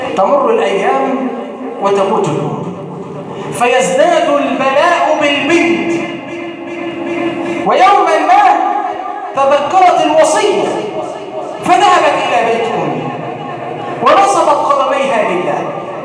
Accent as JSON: {"language": "Arabic", "country": "Egypt", "said": "اللهم ارزق بلادنا مصر الأمن والأمان،"}